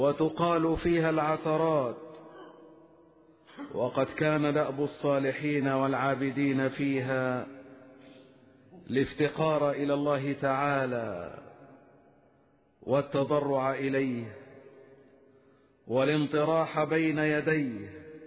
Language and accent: Arabic; Egypt; بلادنا مصر